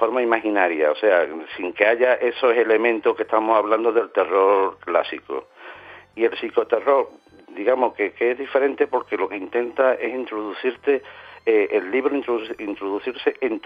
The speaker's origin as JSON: {"language": "Spanish", "town": "Seville", "region": "Andalusia", "country": "Spain", "tie": "born there", "lives_now": "San Fernando, Spain", "said": "Yo llevo ya casi 40 años en San Fernando, en Cádiz. O sea, nací en Sevilla, pero digamos que mi corazón está dividido entre Cádiz y Sevilla."}